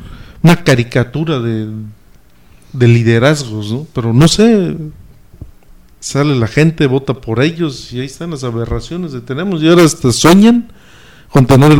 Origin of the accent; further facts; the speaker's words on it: Mexico; y lo digo, y soy mexicano, pero sí da coraje